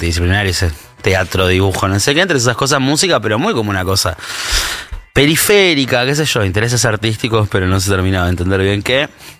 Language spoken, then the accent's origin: Spanish; Chascomús, Buenos Aires Province, Argentina; Lo que pasa es que yo crecí en Chascomús.